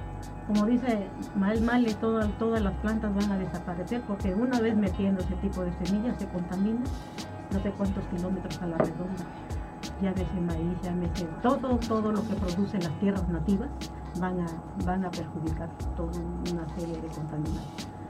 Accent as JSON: {"language": "Spanish", "region": "Guerrero", "country": "Mexico", "said": "incluso yo soy de Guerrero"}